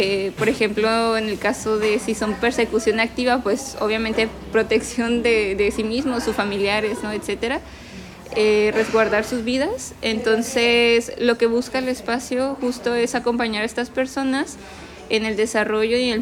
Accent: Tijuana, Baja California, Mexico; born there; yo nací aquí en Tijuana, soy residente de Tijuana, ¿no? Mi familia sí es una familia que tiene una situación migratoria, ¿no? Mi mamá es del estado de Zacatecas, mi papá sí nació en Tijuana

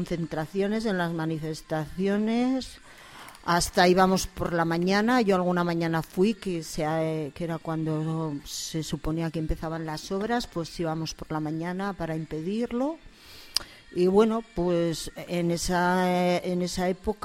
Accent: Burgos, Castile and León, Spain; me presento como … que soy de Burgos, no de Gamonal, pero sí de Burgos

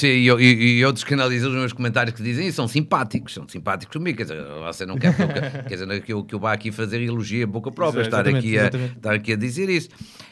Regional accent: Fafe, Norte, Portugal; na Câmara da minha terra, que é FAF

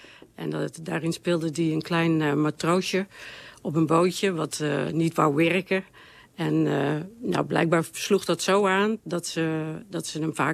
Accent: Tegelen, Limburg, Netherlands; ik kom uit Tegelen, dat is een klein dorpje in Limburg. En ik ben geboren in, heel lang geleden.

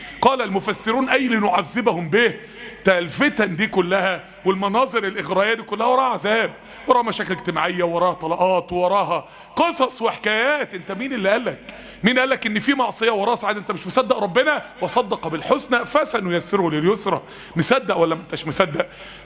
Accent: Mansoura, Dakahlia, Egypt; كان عندنا يعني حد زميلنا يعني تعين في مستشفى المسالك والكلى عندنا في المنصورة

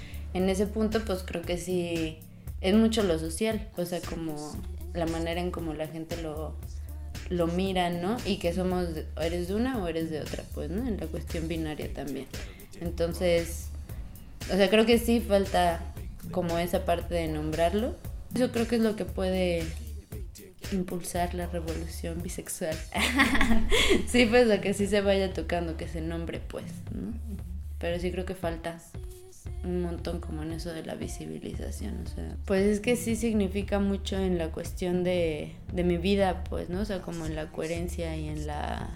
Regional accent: San Luis Potosí, Mexico; Soy de San Luis Potosí

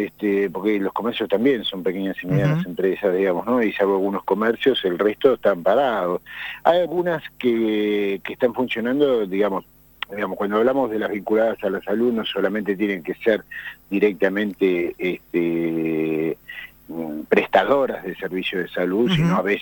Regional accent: Argentina; cuánto nos va a golpear a nosotros como argentinos

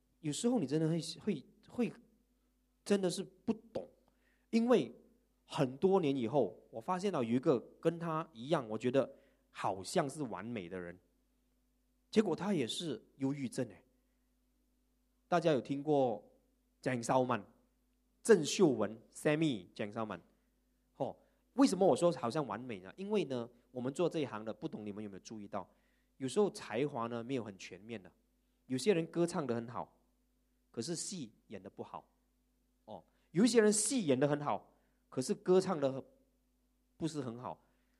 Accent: Malaysia; 我们马来西亚人每次都给人家讲什么？

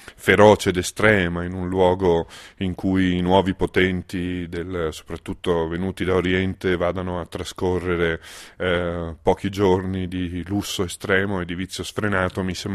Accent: Venice, Veneto, Italy; E allora l'idea di una città, che poi è la mia città, io sono cresciuto a Venezia

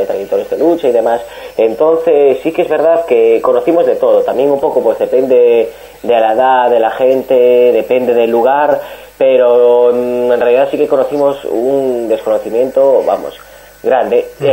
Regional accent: Asturias, Spain; now in Basque Country, Spain; Somos gente asturiana que siempre estuvo vinculado a la cultura y a temas sociales asturianos, pues que por diferentes razones tuvimos que emigrar aquí, a Euskal Herria.

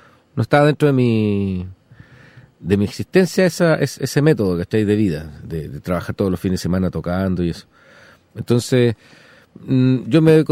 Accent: Chile; soy un compositor chileno

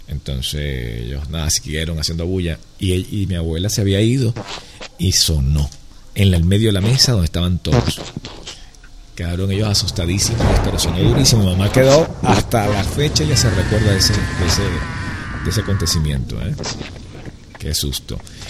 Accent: Venezuela; now in Miami, United States; En mi país allá, yo no estoy allí en Venezuela, pero estoy en, actualmente en Miami

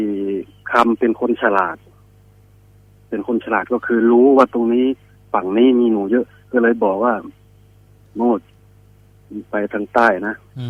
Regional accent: Isan, Thailand; Thai is a second language; ผมอาจจะพูดไทยไม่ค่อยชัดเพราะผมเป็นอีสานแท้ด้วยครับเพิ่งมาดูประเทศได้ไม่นานด้วย

